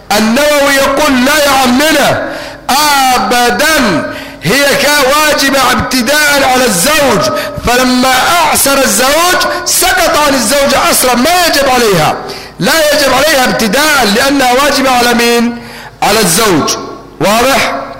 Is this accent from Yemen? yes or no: yes; Yemen; الموسكي عندنا في اليمن